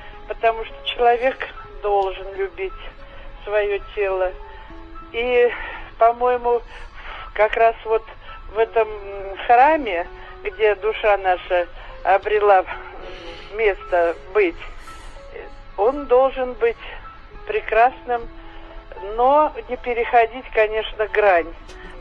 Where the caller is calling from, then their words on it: Khimki, Moscow Oblast, Russia; Я хотела сказать, из Химах я вам звоню.